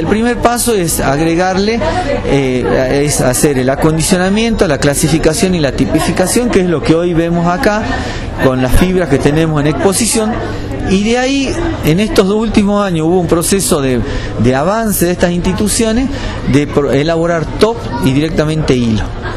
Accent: Jujuy, Argentina; yo soy jujeño y trabajo en el INTA de Abra Pampa

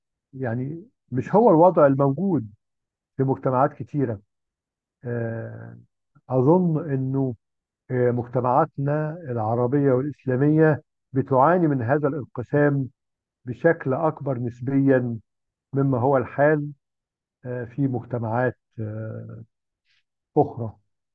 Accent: Egypt; الحيرة اللي إحنا كمصريين كنا دايماً بنواجهها

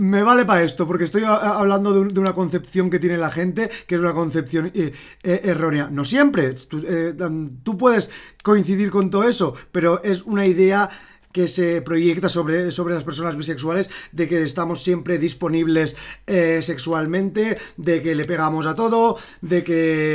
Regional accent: Valencian Community, Spain; Aquí como somos valencianas no pasa nada, porque hacemos una distinción bien clara de la B y la V.

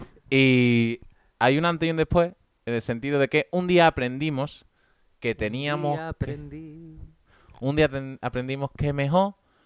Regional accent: El Carpio, Andalusia, Spain; Esto estoy hablando de mi casa aquí en Sevilla, porque mis padres trabajan normalmente y no podemos ir al pueblo. Pero allí en el Carpio de Córdoba, que es mi pueblo

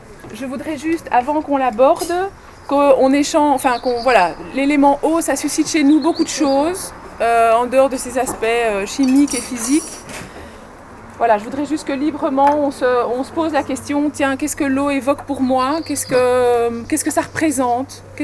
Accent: Brussels, Brussels-Capital Region, Belgium; born there; Pourtant, je suis bruxelloise de naissance et j'habite toujours Bruxelles, la grosse tare.

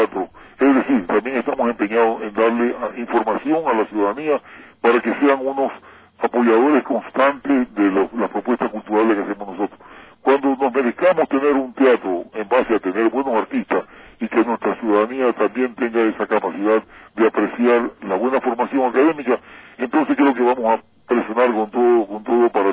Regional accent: Portoviejo, Manabí, Ecuador; Igual que me siento orgulloso de todos los artistas ecuatorianos, igual, pero particularmente mi tierra, debo decirlo, sinceramente, tiene algo especial

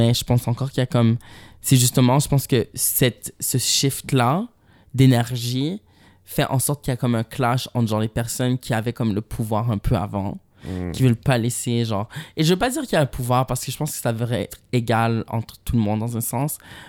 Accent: Montreal, Quebec, Canada; moi, j'ai grandi à Montréal.

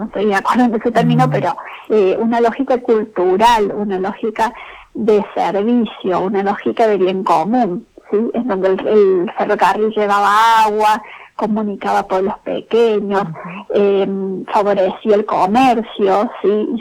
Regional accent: Cruz del Eje, Córdoba, Argentina; Yo soy de Cruz del Eje, nací, uh-huh, en Cruz del Eje

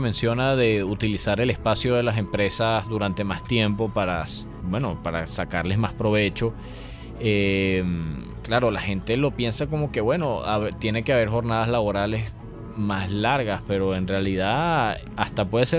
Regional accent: Venezuela; nuestra conversación como venezolanos siempre se ha circunscrito como a las mismas 3 temas

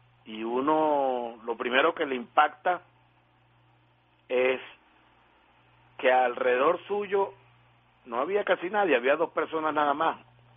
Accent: Venezuela; porque me da mucha vergüenza como venezolano que ellos tengan ese líder.

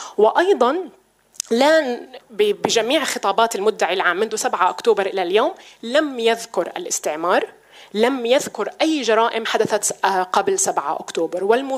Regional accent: Palestine; نكون كفلسطينيين أمام تحدي حقيقي

